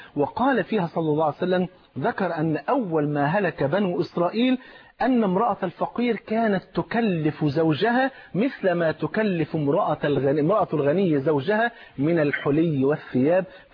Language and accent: Arabic; Egypt